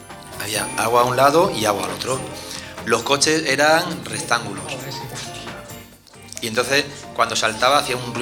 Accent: Yecla, Region of Murcia, Spain; en la feria de septiembre de mi pueblo, de Yecla, pues ponían también una sala recreativa en la calle

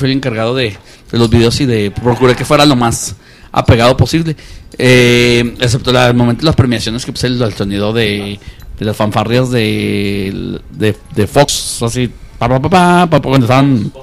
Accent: Ciudad Juárez, Chihuahua, Mexico; born there; yo nací aquí en Juárez y me siento muy orgulloso y quiero mi ciudad

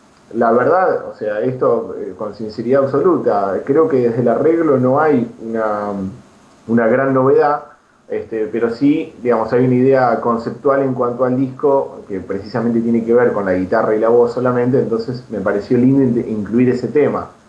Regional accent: La Plata, Buenos Aires Province, Argentina; now in Buenos Aires, Argentina; Pero bueno, también cuando me vine a Buenos Aires, yo soy de La Plata, ¿no?

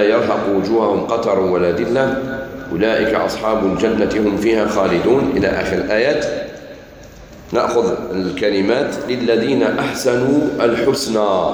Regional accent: Algeria; هذه البدعة هذه الموجودة في بلادنا الجزائر

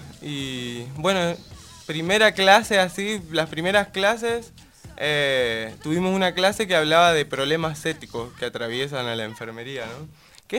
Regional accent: Chaco, Argentina; todos los que somos de Chaco viajamos todos los días a Corrientes.

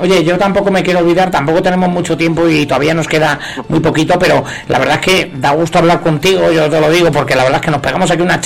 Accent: Murcia, Region of Murcia, Spain; Sí, bueno, no lo he dicho, perdona, pero soy de Murcia.

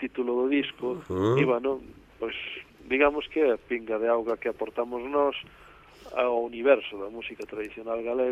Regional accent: Outeiro de Rei, Galicia, Spain; eu son daqui de Outeiro de Rei

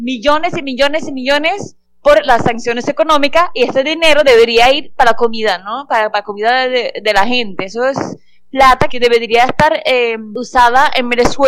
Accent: Norway; yo soy de Noruega

